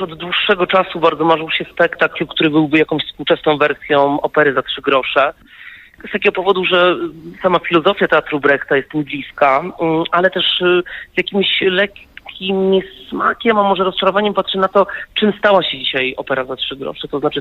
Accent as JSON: {"language": "Polish", "town": "Wrocław", "region": "Lower Silesian Voivodeship", "country": "Poland", "said": "Ja sam jestem wrocławianinem"}